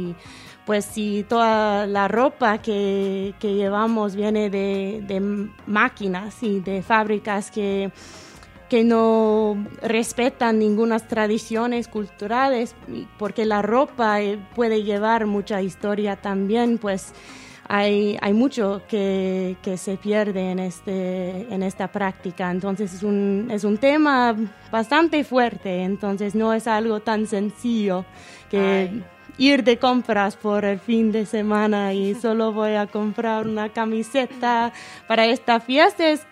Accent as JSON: {"language": "Spanish", "country": "United States", "second_language": "Spanish", "said": "como yo conozco de mi pueblo en los Estados Unidos, hay movimientos de upcycle para reconstruir"}